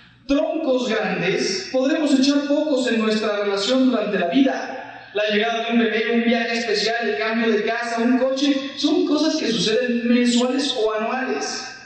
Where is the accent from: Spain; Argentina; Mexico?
Mexico; y yo soy mexicano